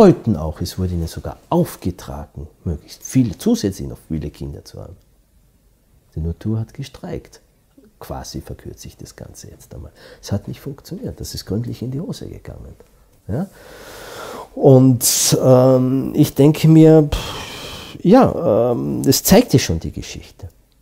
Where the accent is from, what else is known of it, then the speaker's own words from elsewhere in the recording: Austria; Ich bin ja Österreicher und ich arbeite ja international.